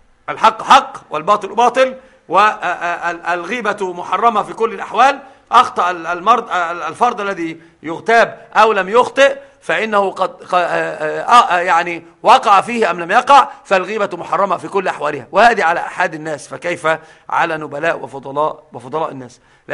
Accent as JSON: {"language": "Arabic", "region": "Upper Egypt", "country": "Egypt", "said": "يحلفون عندنا في الصعيد بالبخاري، يحسبونه قرآنا."}